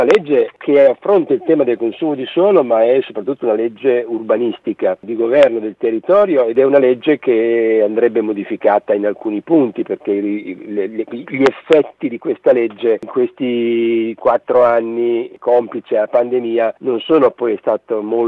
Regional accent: Bologna, Emilia-Romagna, Italy; visto che sono di Bologna

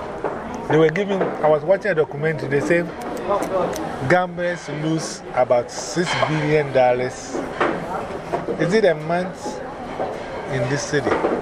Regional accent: Ghana; English is a second language; I was coming from Ghana. So I knew chicken.

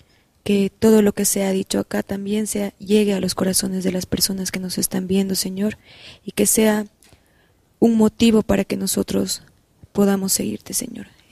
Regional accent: La Paz, Bolivia; soy de La Paz

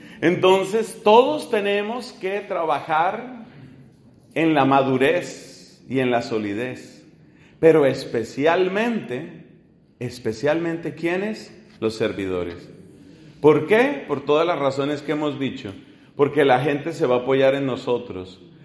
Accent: Colombia; En mi país, yo soy colombiano, en el norte de mi país, de donde son mis papás, la zona de Barranquilla

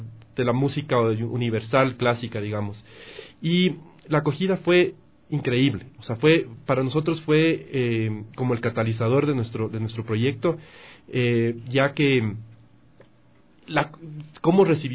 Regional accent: Ecuador; Yo soy ecuatoriano.

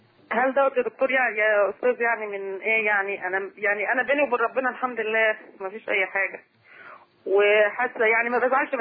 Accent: Faiyum, Faiyum Governorate, Egypt; من الفيوم.

